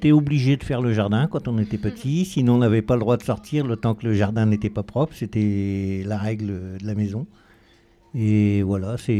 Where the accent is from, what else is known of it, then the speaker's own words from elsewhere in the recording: Normandy, France; Alors moi, je viens de la Seine-Maritime. Je viens de côté de Aumale et Neufchâtel-en-Bray, dans 76. Et on vivait sur le jardin, beaucoup sur le jardin.